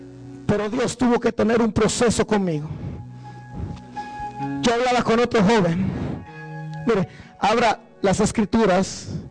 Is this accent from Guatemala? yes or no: yes; Guatemala; moved away; El recuerdo que yo tengo cuando yo me vine de Guatemala, soy de Guatemala.